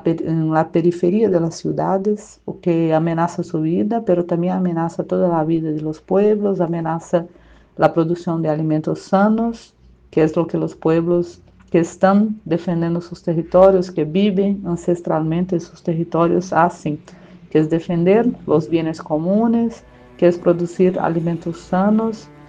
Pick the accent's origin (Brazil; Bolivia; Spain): Brazil; soy brasileña